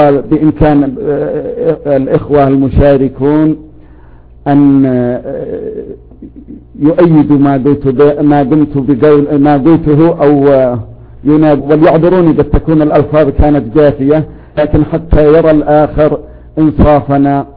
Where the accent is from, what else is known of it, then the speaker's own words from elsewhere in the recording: Yemen; يمكنكم تعرفوا المصطلح عندنا في اليمن،